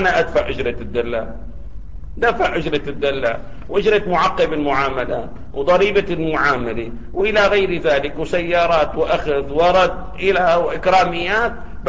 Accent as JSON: {"language": "Arabic", "country": "Syria", "said": "مثلا هذا عندنا في الشام هذه الدزينة اللي بسموها مؤلفة من 12 قطعة"}